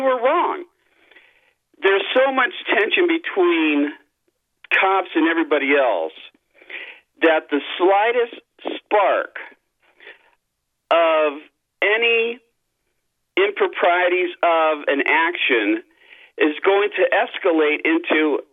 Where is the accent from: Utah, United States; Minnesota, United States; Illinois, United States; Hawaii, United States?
Illinois, United States; Chicago; and I grew up in Chicago. I was born in Chicago and then moved to California. So I've got the best of both worlds